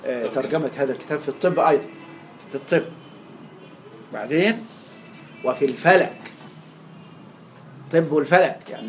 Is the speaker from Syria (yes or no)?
no; Egypt; زي الملاليم عندنا في مصر